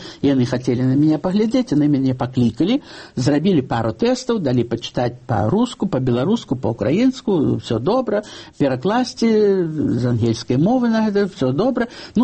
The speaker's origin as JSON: {"language": "Belarusian", "town": "Babruysk", "region": "Mogilev Region", "country": "Belarus", "tie": "born there", "said": "Дарэчы, я нарадзілася ў Бабруйску"}